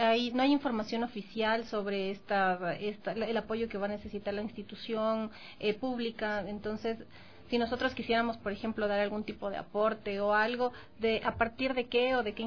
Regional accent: Ecuador; que sí nos preocupa a nosotros como ecuatorianos en general

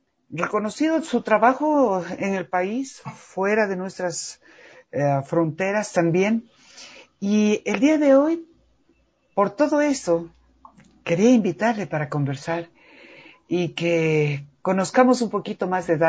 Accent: Quito, Pichincha, Ecuador; que son parte de nuestra identidad como quiteños, como ecuatorianos

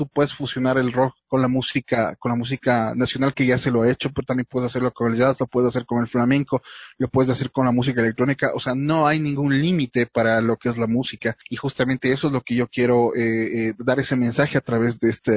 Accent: Ecuador; es muy lamentable que siempre nosotros como ecuatorianos siempre tiramos un poco más hacia lo internacional

